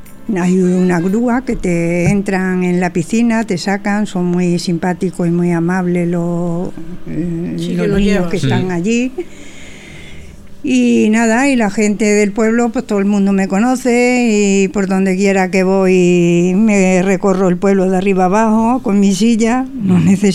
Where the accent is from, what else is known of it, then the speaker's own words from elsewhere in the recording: Arroyo de la Luz, Extremadura, Spain; mi pueblo es un pueblo de Castre, muy bonito, está a 14 kilómetros y se llama Arroyo de la Luz.